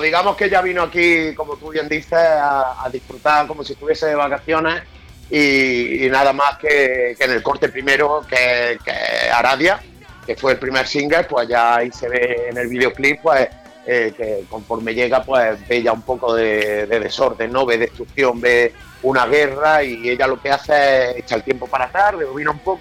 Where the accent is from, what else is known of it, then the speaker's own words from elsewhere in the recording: Córdoba, Andalusia, Spain; Somos de Córdoba.